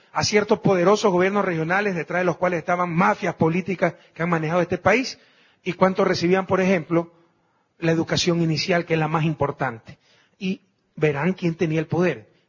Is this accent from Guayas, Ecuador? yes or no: yes; Guayas, Ecuador; now in Quito, Ecuador; los martes le estamos destinando al puerto principal, mi ciudad natal.